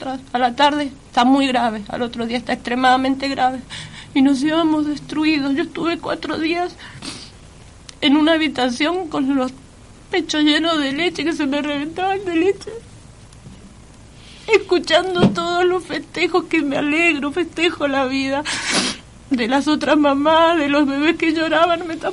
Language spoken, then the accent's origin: Spanish; Mendoza, Argentina; yo soy de Mendoza